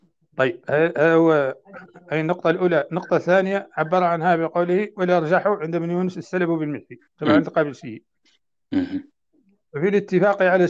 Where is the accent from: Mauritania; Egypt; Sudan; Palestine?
Mauritania; عندنا في موريتانيا